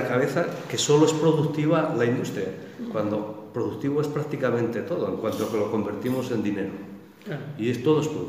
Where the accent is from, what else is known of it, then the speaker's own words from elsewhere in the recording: Mieres, Asturias, Spain; Yo vengo de una cuenca minera, yo soy de Mieres y conocemos esos procesos.